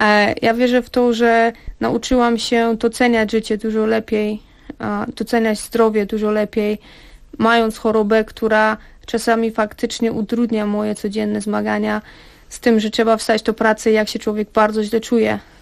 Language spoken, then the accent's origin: Polish; California, United States; Aczkolwiek też jako osobowość jestem osobą radosną i to, że wychowałam się na osobę dorosłą już w Kalifornii, gdzie jednak kultura jest troszeczkę inna, sposób bycia na co dzień jest inny.